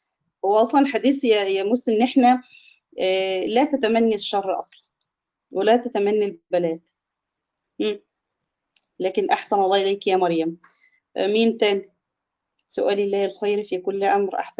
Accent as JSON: {"language": "Arabic", "country": "Egypt", "said": "إحنا كده في يمكن كمصريين"}